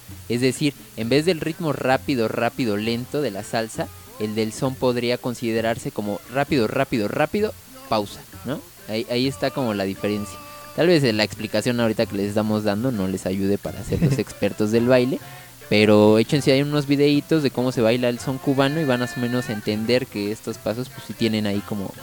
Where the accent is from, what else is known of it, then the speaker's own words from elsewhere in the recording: Mexico; Particularmente como que tenemos igual como esa maña en México, ¿no?